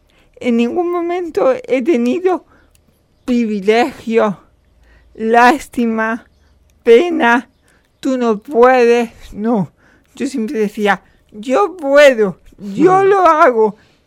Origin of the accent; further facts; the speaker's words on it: Canjáyar, Andalusia, Spain; soy natural de Canjaya. Yo estudié en un colegio público, en el colegio de mi pueblo público, Santa Cruz, en el instituto de mi pueblo también, Valle del Andaraz.